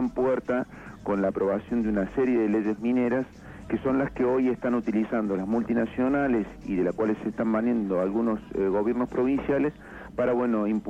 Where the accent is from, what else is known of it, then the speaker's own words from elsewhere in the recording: Córdoba, Argentina; accent: cordobés; moved away as an adult; now in Esquel, Argentina; notarás por mi tonada, yo soy cordobés, hace 7 años que estoy radicado en Esquel